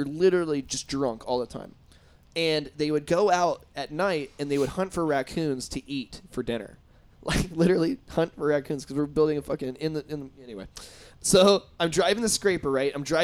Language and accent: English; Indiana, United States; That happened to me, people. I'm from Indiana.